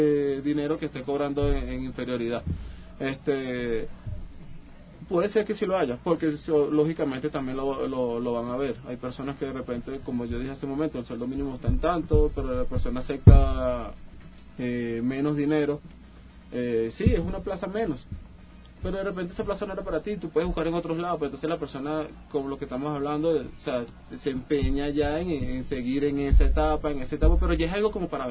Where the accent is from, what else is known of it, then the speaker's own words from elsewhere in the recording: Caracas, Capital District, Venezuela; yo vengo de Caracas, que es la capital. En la zona donde yo vivo hay una zona donde le llaman el barrio Los Ecuatorianos.